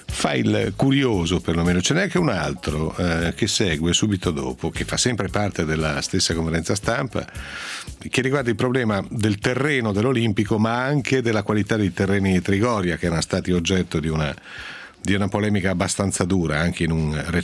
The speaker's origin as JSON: {"language": "Italian", "region": "Piedmont", "country": "Italy", "said": "una bella merenda sinoira, come si dice alle mie parti in Piemonte"}